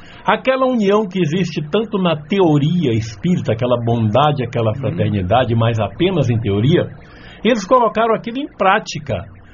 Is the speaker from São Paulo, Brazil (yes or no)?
no; Vitória da Conquista, Bahia, Brazil; moved away; Vitória da Conquista é a cidade onde eu fui criado. Ela fica no interior da Bahia, não é cidade turística, quer dizer, não seria uma cidade rica por causa do turismo, não tem turismo nenhum. Não é uma cidade industrial